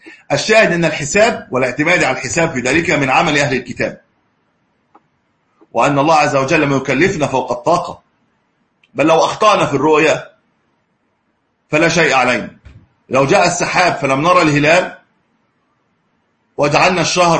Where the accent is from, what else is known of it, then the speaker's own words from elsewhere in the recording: Egypt; عندنا في مصر 19 أو 19.5 أعتقد